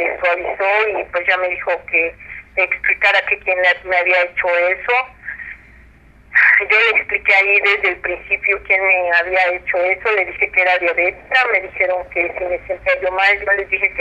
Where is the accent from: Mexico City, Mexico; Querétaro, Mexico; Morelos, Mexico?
Mexico City, Mexico; Nosotros somos del centro del DF